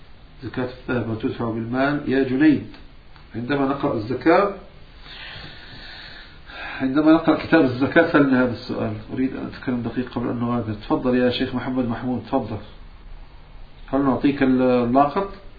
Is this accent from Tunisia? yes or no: no; Morocco; نعم أنا من المغرب، أنا مغربي وشامي وحجازي.